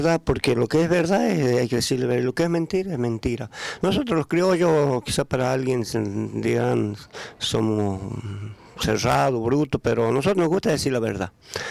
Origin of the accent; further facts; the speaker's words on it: Chaco, Argentina; Yo soy argentino, soy nacido y criado, nacido y malcriado, como se dice el dicho, en la zona chaqueña, en la criolla.